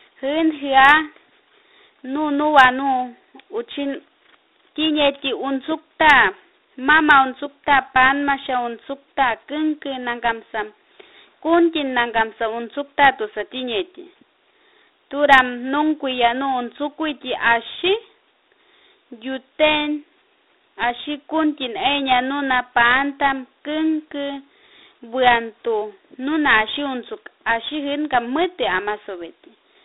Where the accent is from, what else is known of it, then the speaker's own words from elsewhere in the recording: Cucuasa, Amazonas, Peru; Soy comunidad nativa de Cucuasa y soy de la escuela de los líderes y lideresas del pueblo Huampisi y Abajún en el sector Río Santiago.